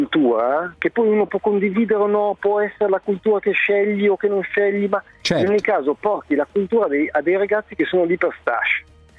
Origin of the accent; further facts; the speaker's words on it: Alessandria, Piedmont, Italy; Io sono di Alessandria e mentre facevo l'esame, sostanzialmente me ne fregavo.